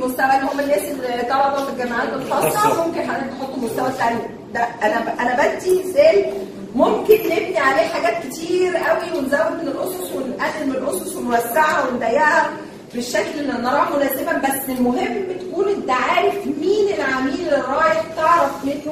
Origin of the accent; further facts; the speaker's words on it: Egypt; فبالتالي الشرايح عندنا في مصر واسعه ومربحه جدا على فكره